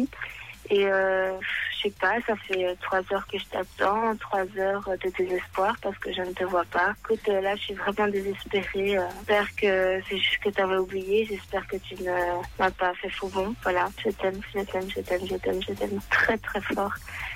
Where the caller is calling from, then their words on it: Namur, Wallonia, Belgium; Je suis de Namur.